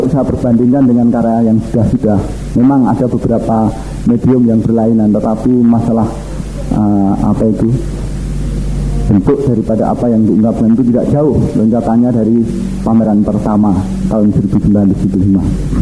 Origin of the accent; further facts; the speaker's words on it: Java, Indonesia; Ini saya orang Jawa